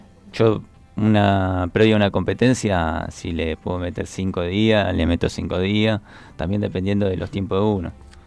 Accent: Rosario, Santa Fe, Argentina; Somos dos rosarinos

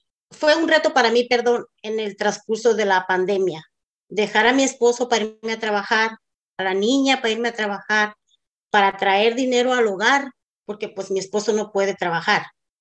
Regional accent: Mexico; now in Santa Ana, United States; soy mexicana, soy casada, tengo 3 hijos, vivo en la ciudad de Santa Ana, condado de Orange, estado de California.

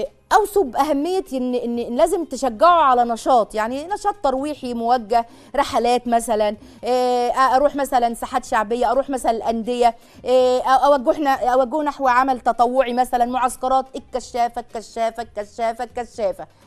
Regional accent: Egypt; مش عارفة أنا مصري عصري يعني ولا إيه

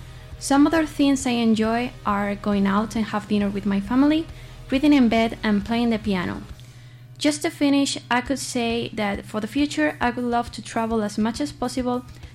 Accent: Madrid, Community of Madrid, Spain; now in Getafe, Spain; I'm from Madrid and I live here in Getafe, close to this campus.

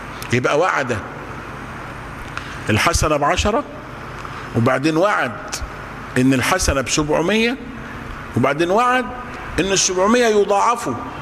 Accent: Egypt; عندنا في مصر منهم كتير

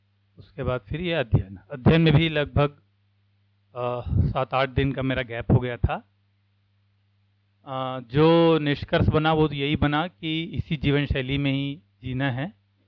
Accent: Raipur, Chhattisgarh, India; मैं रायपुर से आया हूँ।

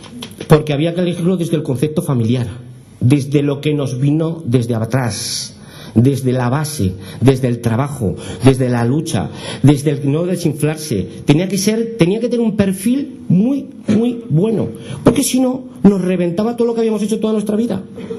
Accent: Tudela, Navarre, Spain; Estoy muy contento de tener este premio en mi pueblo. Yo seguiré vendiendo verduras fuera para que nos conozcan más. Si nos conocen ya muchísimo, pero que nos sigan conociendo. Y esa es mi labor. Yo sí que trabajaré por Tudela

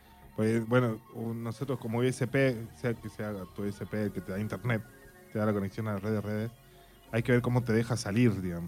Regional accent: Jujuy, Argentina; implica tanto a nosotros como argentinos y jujeños?

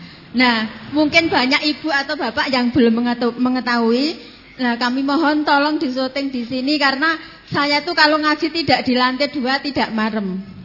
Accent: Gunung Kidul, Special Region of Yogyakarta, Indonesia; Saya dari Gunung Kidul Binaak, napa cabang Kunang Bayat.

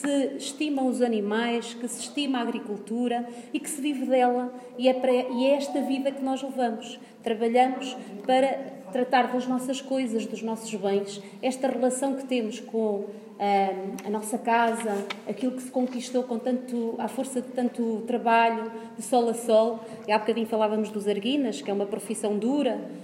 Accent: Nogueirinha, Portugal; Eu sou da localidade ao lado, sou de Nogueirinha, com muito orgulho, de uma aldeia muito pequenina, em que estas histórias para mim são muito familiares.

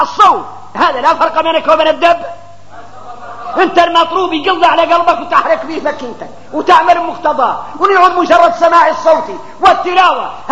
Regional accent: Mauritania; نحن موريتاني

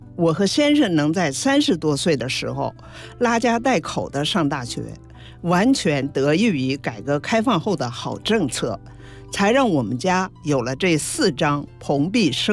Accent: Morin Dawa Daur Autonomous Banner, Inner Mongolia, China; now in Beijing, China; 我毕业回到了我的老家内蒙古呼伦贝尔盟的莫里达瓦达霍尔族自治旗，

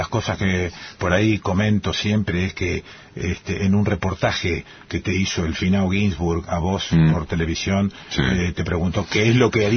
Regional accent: Rosario, Santa Fe, Argentina; A ver, vengo de Rosario, una ciudad, te diría, mafiosa.

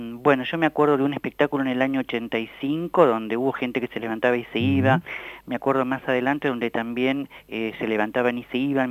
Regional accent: La Plata, Buenos Aires Province, Argentina; Sí, yo nací acá en La Plata, en esta calle, en la calle 12 y 38 donde vivo. 12, 37 y 38.

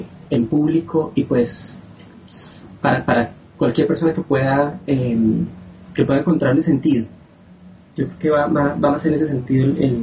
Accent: Colombia; now in Rio de Janeiro, Brazil; Soy colombiano, pero en este momento me encuentro en Río de Janeiro estudiando y trabajando a distancia con el Ministerio de Educación de Colombia.

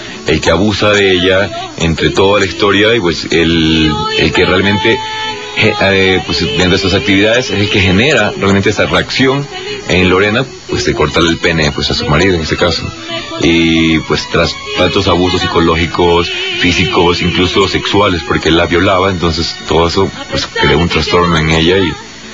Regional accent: Ecuador; moved away as an adult; now in Mexico; Yo soy ecuatoriano, tengo poco tiempo aquí en México. Yo ya vengo pues con 9 años de carrera actoral allí en mi país.

